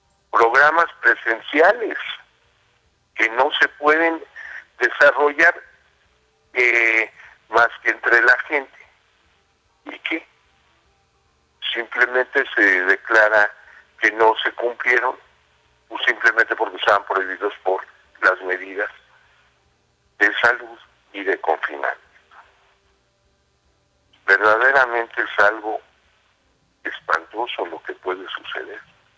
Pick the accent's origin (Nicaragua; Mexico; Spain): Mexico; Si queremos seguir siendo mexicanos, tendremos que defender la cultura.